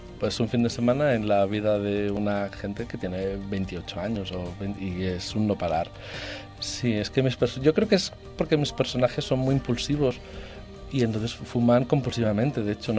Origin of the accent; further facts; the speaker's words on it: Barcelona, Catalonia, Spain; sí que es verdad que los dos somos de Barcelona, escritores y todo aquello